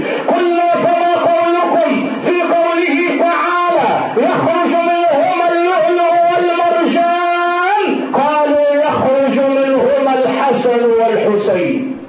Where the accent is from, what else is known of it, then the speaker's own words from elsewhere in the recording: Egypt; البحر الحلو مع المالح وهو موجود عندنا في مصر